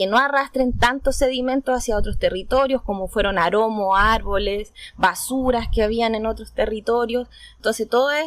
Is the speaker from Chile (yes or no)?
yes; Docamávida, Maule, Chile; vengo de la comunidad de Docamávida, es una comunidad absolutamente agrícola, a 30 kilómetros de la playa.